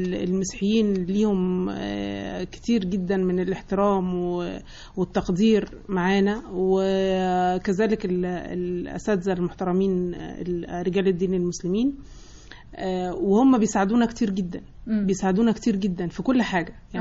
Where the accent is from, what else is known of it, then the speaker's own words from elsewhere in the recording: Egypt; يمكن هم اكتر من عندنا في القاهرة، لانهم هي يعني مصر طبعا في دمنا كلنا